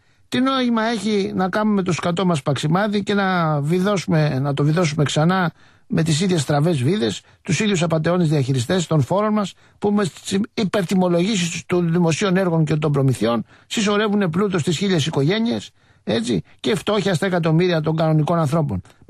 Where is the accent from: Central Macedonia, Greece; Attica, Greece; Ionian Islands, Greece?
Attica, Greece; Cholargos; Δεν μπορούμε, είμαστε από άλλη χώρα. Εγώ είμαι από το Χολαργό.